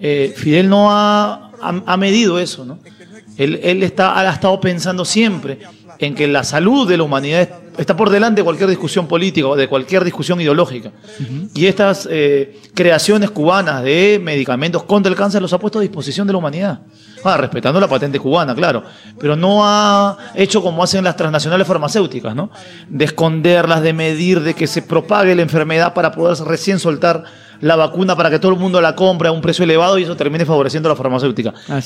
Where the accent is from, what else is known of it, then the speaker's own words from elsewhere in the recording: Peru; Con enfermedades del siglo XIV, XV, en mi país, sí, Perú